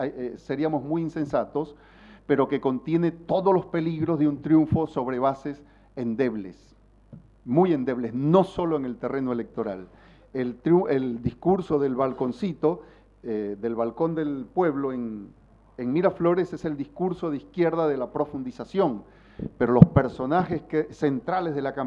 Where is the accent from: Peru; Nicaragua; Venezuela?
Venezuela; moved away; los que venimos de Venezuela, aunque ya no, en mi caso no vivamos allá